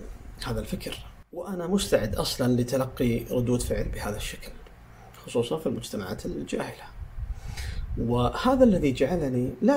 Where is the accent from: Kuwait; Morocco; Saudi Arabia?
Saudi Arabia; حتى عندنا في السعودية